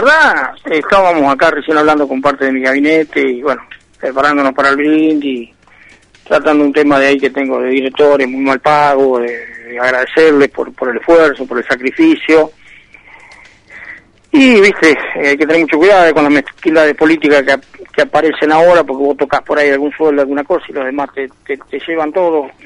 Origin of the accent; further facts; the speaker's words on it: Roque Pérez, Buenos Aires Province, Argentina; en el caso de mi pueblo, Roque Pérez